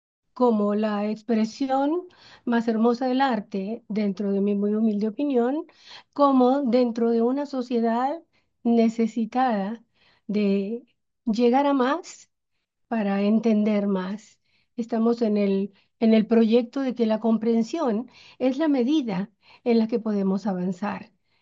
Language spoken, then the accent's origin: Spanish; Monterrey, Nuevo León, Mexico; born there; Nací aquí en Monterrey. Aquí vivo dentro del estado de Nuevo León.